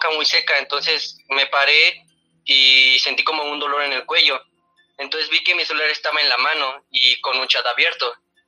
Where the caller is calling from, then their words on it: Cuernavaca, Morelos, Mexico; de Cuernavaca.